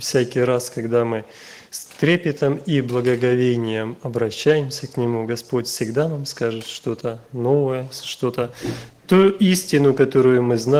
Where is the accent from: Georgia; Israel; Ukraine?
Ukraine; мы с Украины, вот с братом